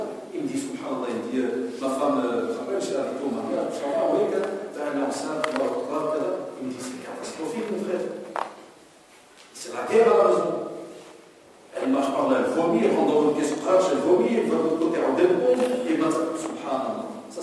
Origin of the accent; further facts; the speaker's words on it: Belgium; Chez moi, en Belgique, c'est une autre loi que chez vous.